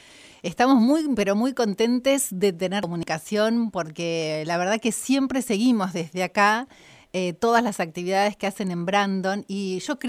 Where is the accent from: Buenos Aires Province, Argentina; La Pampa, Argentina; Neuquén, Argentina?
La Pampa, Argentina; yo soy de La Pampa y estoy acá